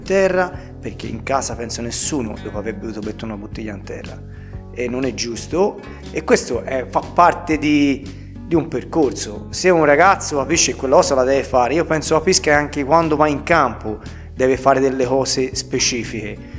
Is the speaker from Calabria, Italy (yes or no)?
no; San Giovanni Valdarno, Tuscany, Italy; io sono sangiovannese, ho giocato a San Giovanni, ho allenato a San Giovanni, sono nato a San Giovanni